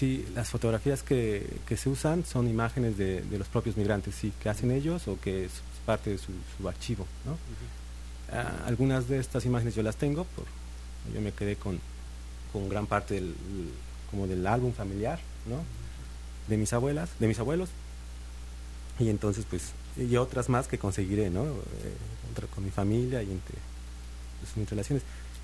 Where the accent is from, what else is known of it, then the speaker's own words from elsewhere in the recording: Atlixco, Puebla, Mexico; Yo soy de Puebla.